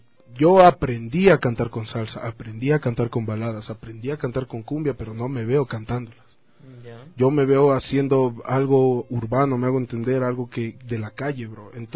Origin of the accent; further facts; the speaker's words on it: Quito, Pichincha, Ecuador; Desde la parte del norte de Quito, Carapungo.